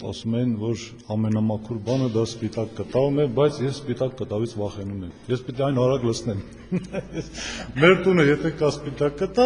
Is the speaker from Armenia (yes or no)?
no; Berdashen, Nagorno-Karabakh, Azerbaijan; also born or lived in Stepanakert; Ծնվել եմ Բերդաշենում, Մարտունու շրջանի։ Դպրոցը մինչև 4-րդ դասարանը գյուղում եմ եղել, այնուհետև Ստեփանակերտ։